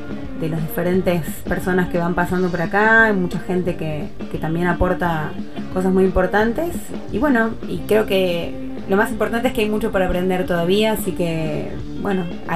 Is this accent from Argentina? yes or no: yes; Buenos Aires, Argentina; now in Barcelona, Spain; soy de Buenos Aires, República Argentina. Estoy recién llegada, hace apenas 3 meses a Barcelona